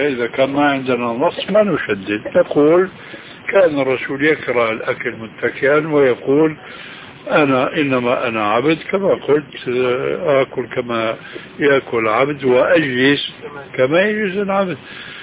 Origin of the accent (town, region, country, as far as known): Syria